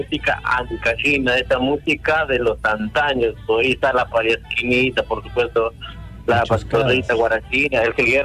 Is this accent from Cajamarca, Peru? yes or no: yes; Cajamarca, Peru; como yo soy natural de Cajamarca también tiene música